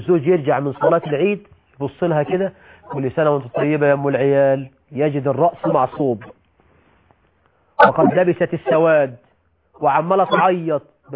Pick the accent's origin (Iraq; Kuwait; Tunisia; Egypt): Egypt; ده موجود عندنا في مصر، ما اعرفش بكل الدول العربيه الحال ايه